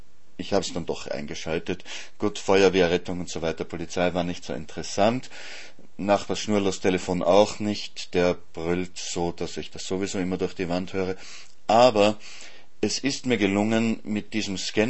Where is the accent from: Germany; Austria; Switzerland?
Austria; Vienna; oder eher offensichtlich in meiner Heimatstadt Wien aufgefangen.